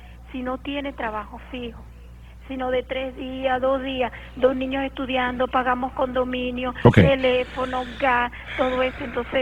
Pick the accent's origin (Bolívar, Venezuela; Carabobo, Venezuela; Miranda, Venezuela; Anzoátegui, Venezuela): Miranda, Venezuela; Baruta; born there; now in La Victoria, Venezuela; yo nací allá en Baruta, pero yo me casé y me vine para acá.